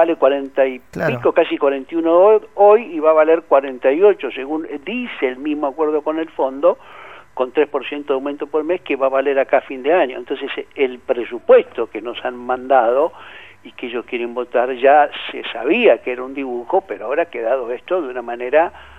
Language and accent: Spanish; Argentina; el resto de los argentinos, los que no somos acreedores del Estado